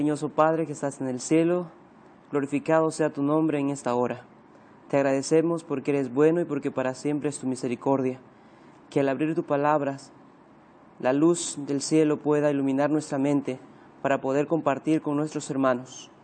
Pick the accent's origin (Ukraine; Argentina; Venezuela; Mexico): Mexico; Veracruz; soy del estado de Veracruz